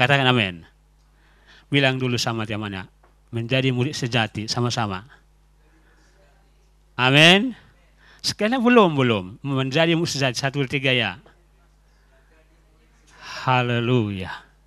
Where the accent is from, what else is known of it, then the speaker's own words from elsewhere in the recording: Salatiga, Central Java, Indonesia; berarti saya berasal dari Jawa, Jawa Tengah. Kenapa? Karena saya sekolah di Salatiga dulu. Sehingga bahasa Jawa lebih baik daripada bahasa Bataknya gitu. Dan saya kuliah di Salatiga di Jakarta juga